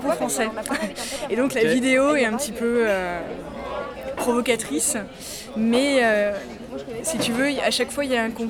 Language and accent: French; Bourgogne-Franche-Comté, France; Je suis de Bourgogne, tu vois.